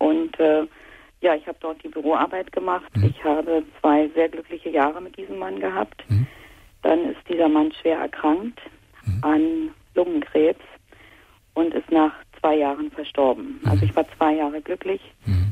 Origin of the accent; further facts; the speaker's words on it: East Germany, Germany; ich komme aus dem Osten und zu der Zeit sind ja hier im Osten Kaufhäuser aus dem Boden geschossen